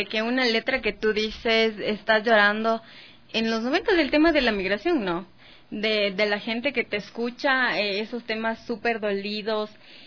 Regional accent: Latacunga, Cotopaxi, Ecuador; Somos unos difíciles los de la Tacunga.

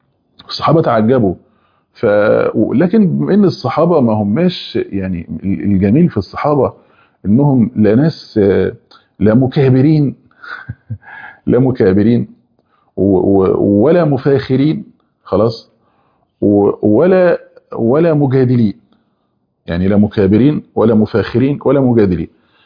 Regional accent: Egypt; زي عندنا في مصر

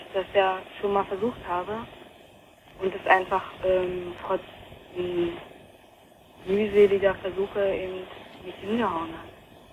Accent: Potsdam, Brandenburg, Germany; ich komme eigentlich eben aus Potsdam und bin nach Nordrhein-Westfalen und ja, da habe ich dann noch halt ein halbes Jahr ungefähr noch weiter da gewohnt.

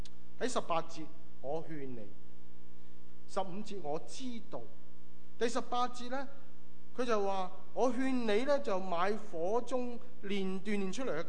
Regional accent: Guangdong, China; 我们广东人中国人说

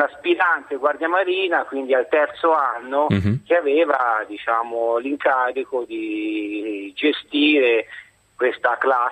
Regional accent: Livorno, Tuscany, Italy; Sono di Livorno

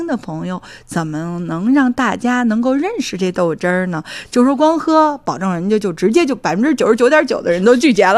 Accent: Beijing, China; 因为我呢是土生土长的北京人

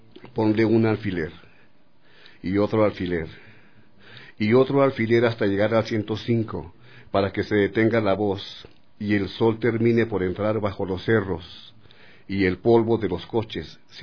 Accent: Ciudad Juárez, Chihuahua, Mexico; Yo soy de Ciudad Juárez. Yo vivo donde empieza o donde termina América Latina. Dentro de México somos una ciudad y una cultura periférica, es muy externa.

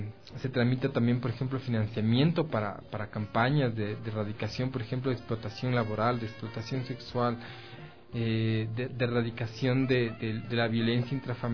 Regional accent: Ecuador; no muy bien plantados como sociedad ecuatoriana

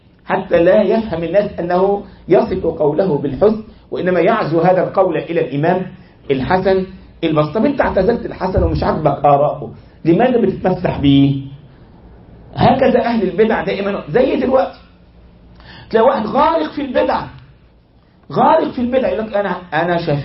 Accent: Egypt; أذكر عندنا في مصر، ما الكلام ذو شجون، واحد عندنا في مصر من 20 سنة تقريبا

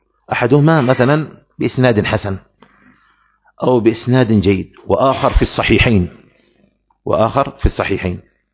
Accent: Aden, Yemen; نحن عندنا في عدن منطقة يقال لها القاهرة

